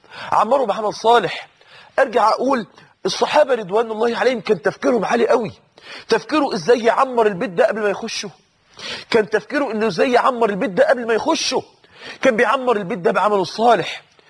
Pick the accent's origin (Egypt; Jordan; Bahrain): Egypt; Mansoura, Dakahlia; أحد الناس اللي عاشوا معانا عندنا في المنصورة في نفس المسجد اللي كنا فيه